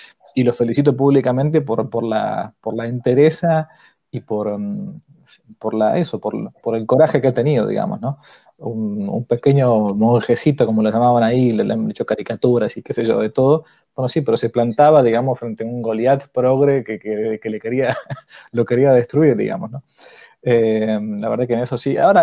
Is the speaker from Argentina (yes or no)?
yes; Argentina; lo digo yo como argentino, ¿no?